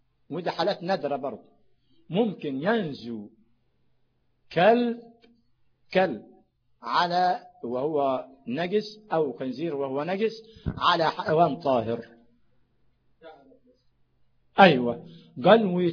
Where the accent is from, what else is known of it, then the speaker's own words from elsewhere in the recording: Sharqia Governorate, Egypt; انا من الشرقيه